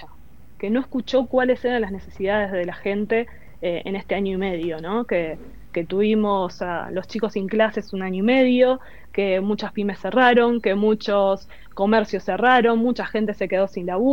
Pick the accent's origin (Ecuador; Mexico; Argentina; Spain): Argentina; Lanús, Buenos Aires Province; born there; nací en Lanús, vivo en Lanús, toda mi familia está en Lanús